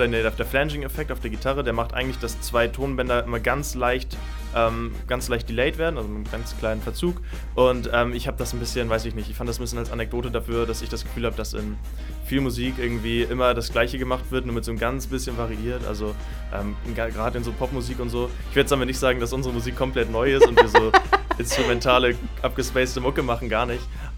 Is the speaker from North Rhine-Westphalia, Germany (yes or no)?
no; Kiel, Schleswig-Holstein, Germany; Wir kommen aus Kiel, wir haben unsere erste Single released.